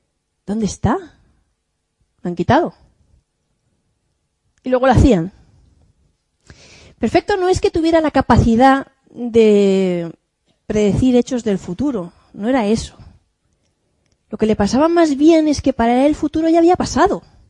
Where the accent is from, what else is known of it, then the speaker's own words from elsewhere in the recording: Valencian Community, Spain; Vive en un pequeño pueblo de La Romana, de 1.500, 2.000 habitantes, casi al lado de mi pueblo. Y como todos los de mi comarca, se dedica a la viña, a la uva de mesa con denominación de origen.